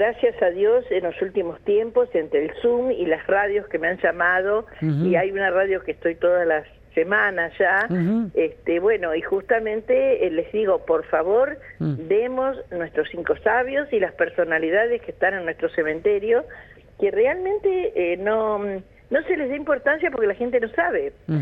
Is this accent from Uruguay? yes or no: yes; Uruguay; No, soy uruguaya, no sé.